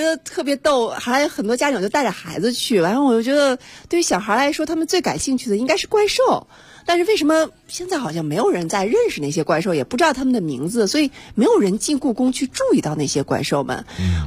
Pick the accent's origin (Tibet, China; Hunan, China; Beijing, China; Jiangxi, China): Beijing, China; 那我们北京人嘛，要尽点地主之谊，有的时候就会陪朋友去